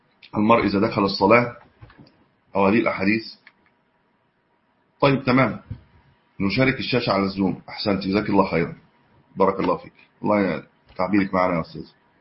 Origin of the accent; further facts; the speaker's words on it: Egypt; هو طبعا النت الان عندنا في مصر قويه